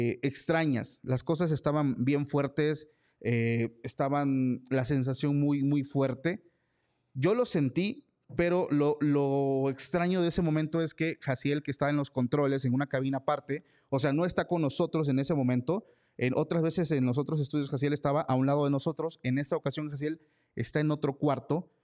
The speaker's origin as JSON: {"language": "Spanish", "country": "Mexico", "said": "como buen mexicano, estábamos editando el capítulo del lunes"}